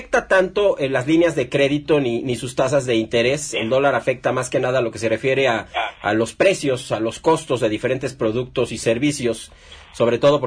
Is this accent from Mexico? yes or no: yes; Mexico; que son nuestras principales fuentes de ingresos como mexicanos